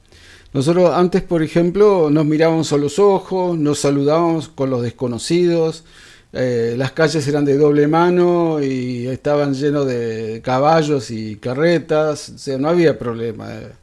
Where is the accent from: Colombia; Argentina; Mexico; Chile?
Argentina; La Plata, Buenos Aires Province; now in San Luis, Argentina; Bueno, yo soy de La Plata. Patricia, que es mi señora, es de Bahía Blanca